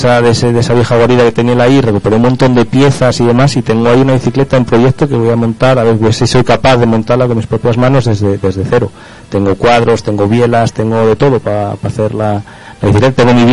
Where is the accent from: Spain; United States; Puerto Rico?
Spain; Pola de Lena, Asturias; born there; Pero es que mi abuelo era sastre, era sastre del pueblo donde yo nací, y él era un entusiasta de la bicicleta terrible. O sea, organizó ahí en Pola de Lena varias marchas ciclistas